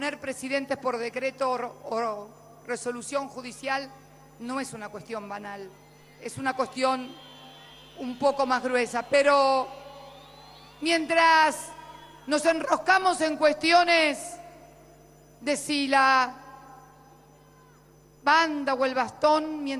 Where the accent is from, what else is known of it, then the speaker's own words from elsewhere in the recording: Argentina; Me dolió. Confieso que me dolió como argentina.